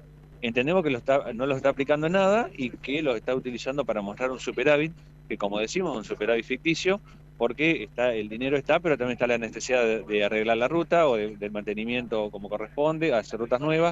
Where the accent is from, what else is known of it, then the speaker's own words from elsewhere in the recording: Argentina; Nos identifica, creo que como argentino, es sinónimo de soberanía.